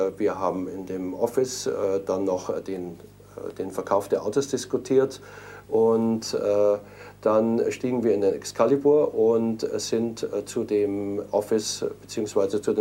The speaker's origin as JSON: {"language": "German", "town": "Munich", "region": "Bavaria", "country": "Germany", "tie": "born or raised there", "said": "denn er kam aus München, aus meiner Heimatstadt."}